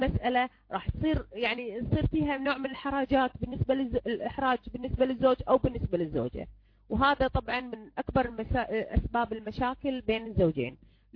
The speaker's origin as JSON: {"language": "Arabic", "country": "Kuwait", "said": "إحنا عندنا بالكويت نقول يعني نكويها في هذا"}